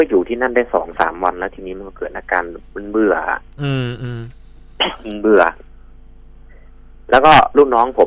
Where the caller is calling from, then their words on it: Chiang Rai, Thailand; จังหวัดเชียงรายครับ